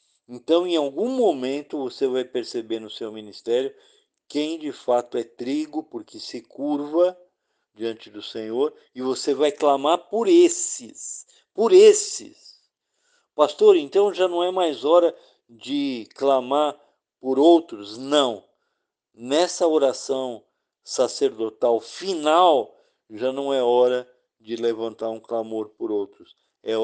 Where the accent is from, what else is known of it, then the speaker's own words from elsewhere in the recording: São Paulo, Brazil; Eu era de São Paulo